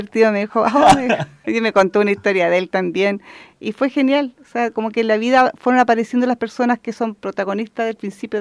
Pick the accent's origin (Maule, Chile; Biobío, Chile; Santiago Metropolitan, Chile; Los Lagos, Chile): Santiago Metropolitan, Chile; Santiago; born there; Bueno, yo nací en Santiago.